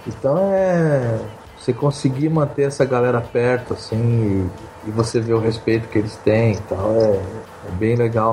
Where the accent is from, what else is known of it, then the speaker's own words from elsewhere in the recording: Mato Grosso, Brazil; Eu sou de Mato Grosso, né? Então, eu sou meio caipirão, assim, sabe?